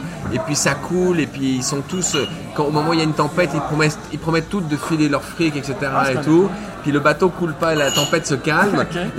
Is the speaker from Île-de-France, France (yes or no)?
yes; Paris, Île-de-France, France; born there; Je suis né à Paris. Mon père est parisien et ma mère est marseillaise. Ce qui fait que je naviguais beaucoup entre les deux.